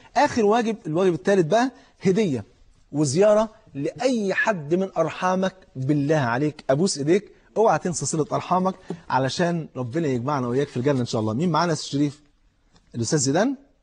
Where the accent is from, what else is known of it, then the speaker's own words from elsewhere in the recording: Cairo, Cairo Governorate, Egypt; فاتح محل كبير في احدى المولات الكبيره عندنا في القاهره